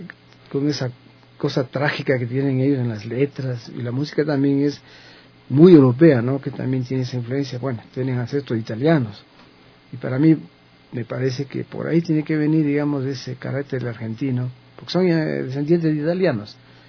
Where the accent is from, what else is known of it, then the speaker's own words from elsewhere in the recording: Colombia; y siendo colombiano y todo, ¿no? Por ahí me involucré con el mariachi, porque en Colombia se cultiva mucho la música mexicana.